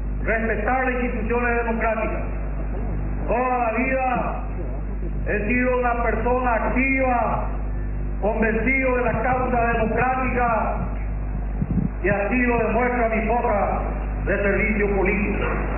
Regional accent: Paraguay; Vengo como paraguayo dispuesto a que hagamos juntos todos los partidos con representación parlamentaria

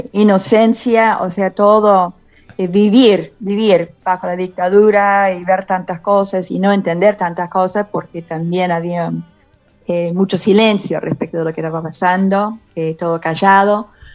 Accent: Corpus Christi, Texas, United States; Nací, crecí en lo que decimos, con un poco de risa, la República de Texas, en Estados Unidos, en un pueblo de la costa, Corpus Christi.

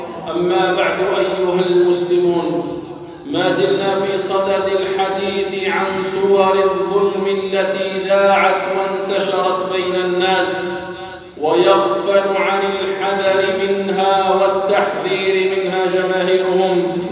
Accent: Algeria; بلادنا الجزائر ولله الحمد بلادٌ إسلاميةٌ عربية

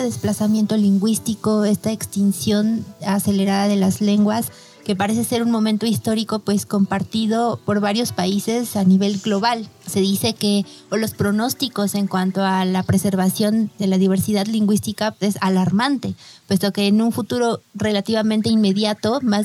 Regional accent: Mexico; Una es nosotros como mexicanos, ¿cómo la percibimos?

